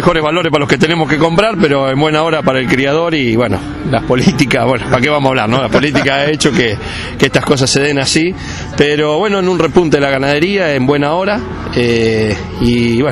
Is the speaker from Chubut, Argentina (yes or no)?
no; Roosevelt, Buenos Aires Province, Argentina; América, Roosevelt, mi pueblo se llama Roosevelt, está dentro del distrito